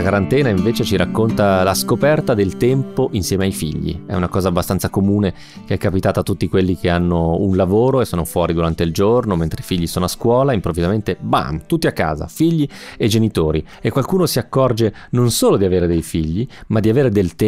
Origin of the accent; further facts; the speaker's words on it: Sondrio, Lombardy, Italy; moved away as an adult; now in Milan, Italy; Erano 9 anni ormai che non passavo 8 settimane intere consecutive nella mia città natale, Sondrio.